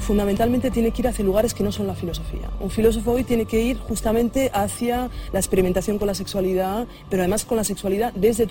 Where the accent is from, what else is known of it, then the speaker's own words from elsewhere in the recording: Burgos, Castile and León, Spain; born there; nací en Burgos, en una sociedad extremadamente católica, conservadora, de derechas